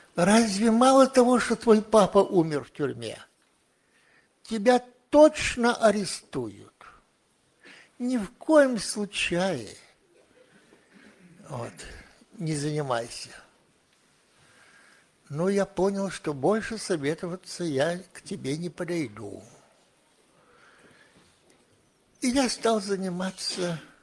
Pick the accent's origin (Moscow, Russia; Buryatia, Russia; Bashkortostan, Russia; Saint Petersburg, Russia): Saint Petersburg, Russia; Ну, я вырос в Ленинграде